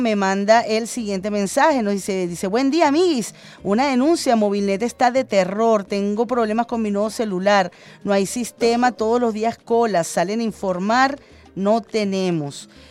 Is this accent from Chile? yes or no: no; Venezuela; como ciudadana, como venezolana